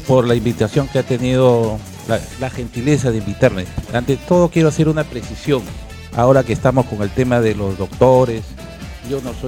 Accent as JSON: {"language": "Spanish", "town": "Talara", "region": "Piura", "country": "Peru", "said": "Soy hijo de padres piuranos. Yo vengo y provengo de Piura, Talara. Yo soy talareño. Estudié en la escuelita Callao, en la antigua y vieja escuelita Callao de la familia Leiva"}